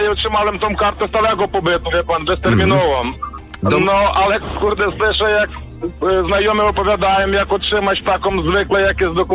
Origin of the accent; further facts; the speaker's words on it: Ukraine; now in Poland; No, też jestem z Ukrainy, słyszę państwo radio i chciałbym taką rzecz powiedzieć, bo wie pan co, mieszkam już w Polsce 3 lata, mieszkam tu z rodziną, przeprowadzili się i pracuję jako kierowca tira.